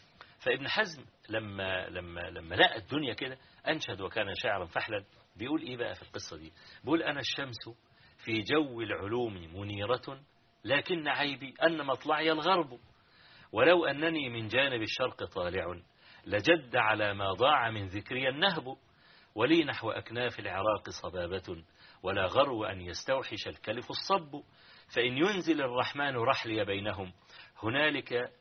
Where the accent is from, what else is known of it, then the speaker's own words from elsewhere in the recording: Hawin, Kafr El Sheikh Governorate, Egypt; حويني يعني قرية قابعة كده في مركز تبع مركز الرياض في محافظة كفر الشيخ